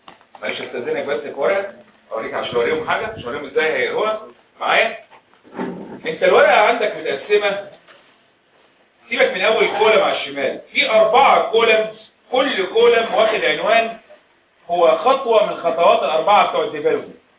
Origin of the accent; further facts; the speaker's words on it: Egypt; المدارس العسكريه عندنا في مصر خرجت دفعات كتيره